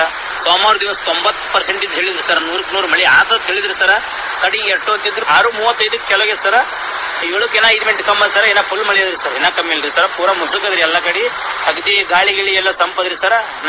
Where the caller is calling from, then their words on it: Chadchan, Karnataka, India; ಜಿಲ್ಲಾ ಚಡ್ಚನ್ ತಾಲೂಕ್ ಸರ, ನಂದಿರಿಯಲ್ಲಿ sir ತೊಗರಿಗಳು ಒಣಗಲಿಕ್ಕೆ sir. ಎಂಟು ದಿವಸ ಐತ್ರಿ ಸರ್ ಇವತ್ತಿಗೆ ಮಳೆ ಬಿಟ್ಟು ನಮ್ಮ ಊರಿಗೆ.